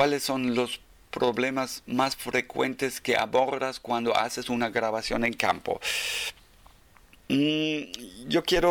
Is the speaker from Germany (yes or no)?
yes; Germany; first language German; Spanish is a second language; las entrevistas de antropólogos como yo, alemán, que habla de su lengua materna alemán, después aprende, a lo mejor aprende de su segunda lengua maya, pero mayormente primero aprende el español